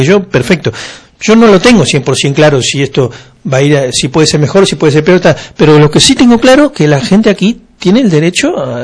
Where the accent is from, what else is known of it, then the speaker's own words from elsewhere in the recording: Argentina; now in Catalonia, Spain; Yo soy argentino, hace 20 años que vivo en Cataluña, 21 para ser precisos.